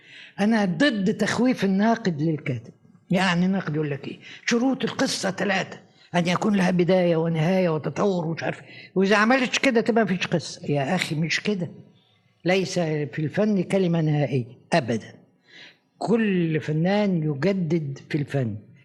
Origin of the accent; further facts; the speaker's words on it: Egypt; أنا لما جيت من مصر لروما هنزيل عليه، ده أنا عندي عمارة أهم منكم 100 مرة